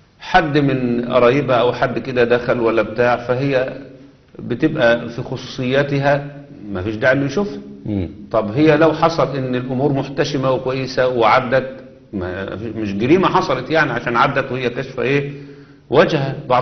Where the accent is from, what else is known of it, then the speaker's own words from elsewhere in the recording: Egypt; كان زمان الملاية اللي بتلبسها المرأة عندنا في مصر هنا كان يسموها الملاية اللف